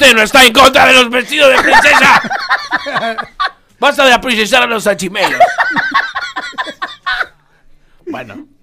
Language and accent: Spanish; Spain; Como español del mundo.